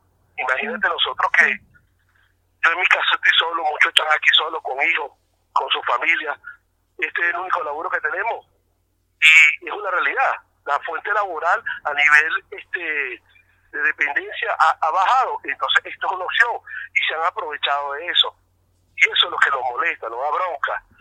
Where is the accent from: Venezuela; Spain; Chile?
Venezuela; now in Argentina; yo como venezolano y con respeto a toda la colectividad